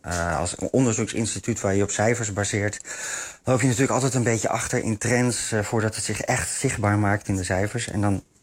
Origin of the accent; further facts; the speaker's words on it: Netherlands; Dus ik kan alleen maar als Nederlander anekdotisch spreken dat ik ze heel veel zie.